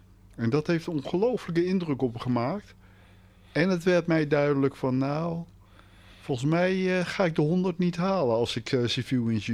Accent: The Hague, South Holland, Netherlands; born there; ja, ik ben geboren in Den Haag.

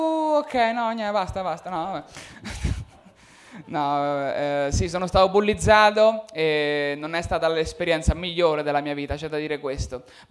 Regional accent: Marche, Italy; now in Milan, Italy; le mie emozioni crescendo nelle Marche non le puoi esprimere. Perché se cresci e dimostri emozioni nelle Marche sei gay, che qua a Milano ottimo, nelle Marche un po' di meno.

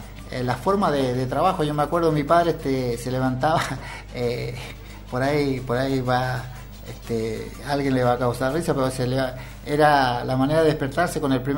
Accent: Chile; moved away; mi pequeña historia de cuando vine con Mirta de Chile, que éramos muy, muy jovencitos

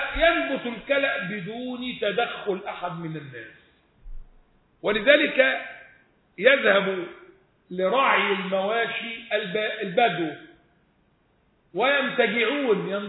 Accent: Egypt; لا شركاء فيها اصل احنا مصريين وهي ملكيه

